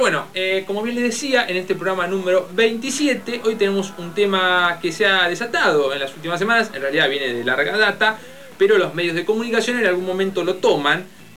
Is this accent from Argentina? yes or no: yes; La Plata, Buenos Aires Province, Argentina; en la ciudad de La Plata. Mi ciudad de origen, en la ciudad de las Diagonales